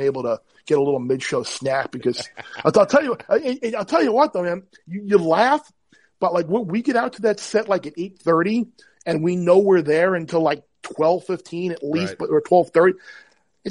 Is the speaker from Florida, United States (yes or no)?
no; New York, United States; I mean, we grew up obviously on Long Island. And we had a little quarter horse track right by our house called Suffolk Meadows.